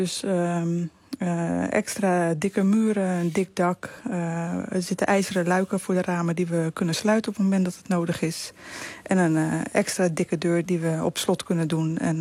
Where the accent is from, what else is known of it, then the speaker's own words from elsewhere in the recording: Rotterdam, South Holland, Netherlands; We komen uit Rotterdam.